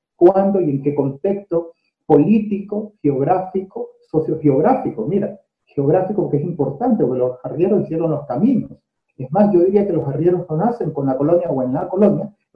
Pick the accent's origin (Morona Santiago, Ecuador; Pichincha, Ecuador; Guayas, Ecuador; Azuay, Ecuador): Guayas, Ecuador; Guayaquil; no soy de Manabí, soy guayaquileño, con una ascendencia por el lado paterno orense, de Ayapamba, y también de gente de Santa Rosa y Zaruma